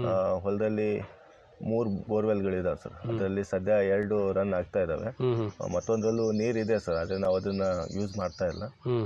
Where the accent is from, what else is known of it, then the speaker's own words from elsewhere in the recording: Huvina Hadagali, Karnataka, India; Sir, ನಮ್ಮ ಸ್ವಂತ ಊರು ಹೂವಿನ ಹಡಗಲಿ ಸರ್.